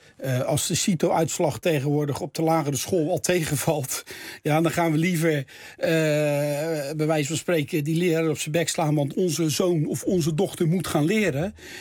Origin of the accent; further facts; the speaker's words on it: Rotterdam, South Holland, Netherlands; ik ben echt een Rotterdammer, hè?